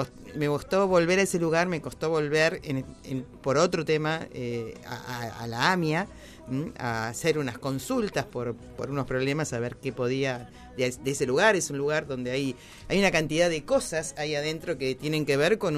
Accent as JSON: {"language": "Spanish", "country": "Argentina", "said": "a los cuales nosotros como argentinos no estábamos tan acostumbrados a vivirlo"}